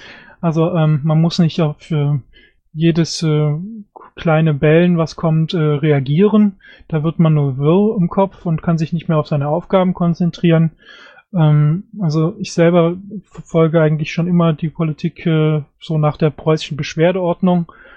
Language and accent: German; Germany; Ich finde, dass wir als Deutsche eine besondere Verpflichtung haben, die Beziehung innerhalb Europas zu festigen und auch nach außen.